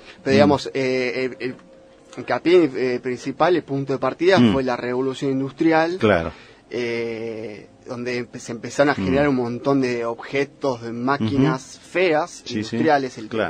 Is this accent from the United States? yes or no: no; Argentina; Obviamente hay cosas en comunes que tenemos como argentinos